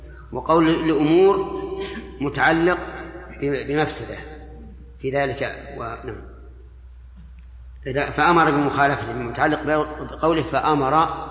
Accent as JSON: {"language": "Arabic", "country": "Saudi Arabia", "said": "الان حتى عندنا في السعوديه"}